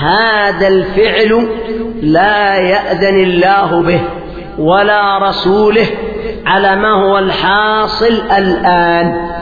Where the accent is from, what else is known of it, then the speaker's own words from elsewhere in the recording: Yemen; الثورة التي قيمت عندنا باليمن